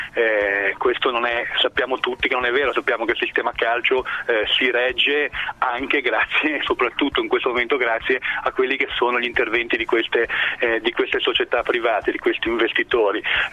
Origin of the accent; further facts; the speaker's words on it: Genoa, Liguria, Italy; Sono di Genova